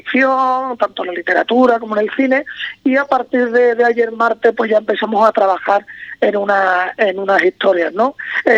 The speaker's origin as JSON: {"language": "Spanish", "town": "Cádiz", "region": "Andalusia", "country": "Spain", "moved": "yes", "lives_now": "Madrid, Spain", "said": "Yo siempre digo que si yo soy de Cádiz, pero llevo muchos años fuera, ¿no? Viviendo en Madrid."}